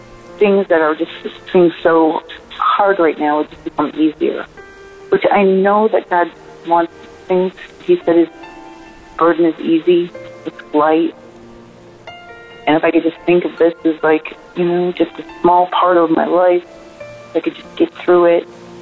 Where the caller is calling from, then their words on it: Alabama, United States; and I'm calling from Alabama.